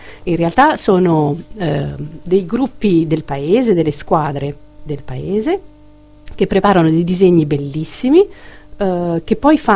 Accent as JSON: {"language": "Italian", "town": "Castel Raimondo", "region": "Marche", "country": "Italy", "said": "Castel Raimondo è un paesino piccolino, il mio paese d'origine è piccolino, sono più o meno 5.000 abitanti"}